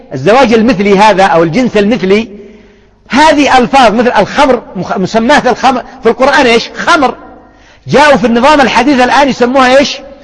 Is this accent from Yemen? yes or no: yes; Yemen; الآن النساء يشجعنه عندنا في اليمن